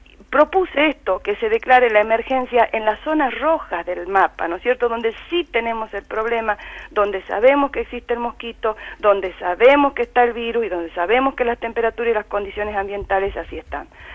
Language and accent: Spanish; Jujuy, Argentina; yo soy de Jujuy, donde tenemos todo este tipo de enfermedades tropicales frecuentemente